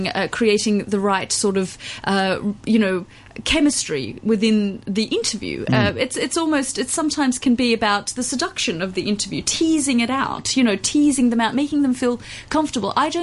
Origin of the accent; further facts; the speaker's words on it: Australia; being a woman, being Australian, really helped.